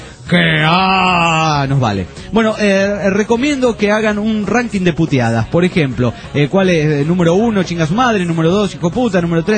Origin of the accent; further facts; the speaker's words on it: United States; moved away as an adult; Yo creo que esta gente piensa que somos de dinero cuando le decimos que somos de los Estados Unidos de Norteamérica.